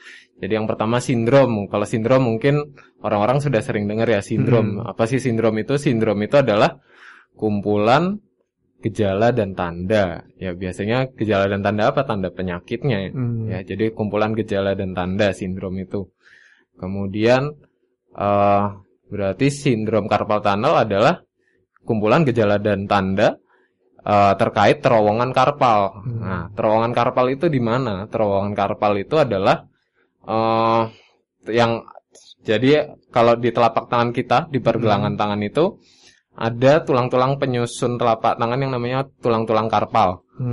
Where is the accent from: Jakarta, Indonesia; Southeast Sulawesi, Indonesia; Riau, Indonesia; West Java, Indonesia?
West Java, Indonesia; Bogor; now in Sleman, Indonesia; Saya aslinya Bogor.